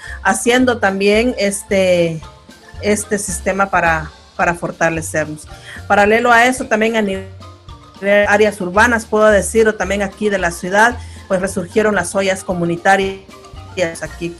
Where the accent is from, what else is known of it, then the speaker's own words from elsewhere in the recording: Uspantán, Quiché, Guatemala; Yo soy originaria de uno de ellos. Mi pueblo origen es Uspantán, se llama, queda occidente del país, camino a México, y muy de frontera con México.